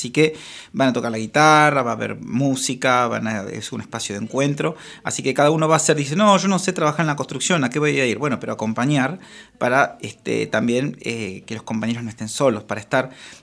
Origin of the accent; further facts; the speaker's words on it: La Plata, Buenos Aires Province, Argentina; mira, soy platense y conocí a Arana hace poco